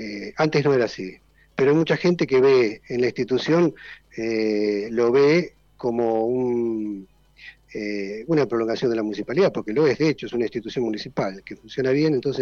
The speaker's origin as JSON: {"language": "Spanish", "region": "Buenos Aires", "country": "Argentina", "lives_now": "Salto, Argentina", "said": "soy de Buenos Aires, caí acá en Salto"}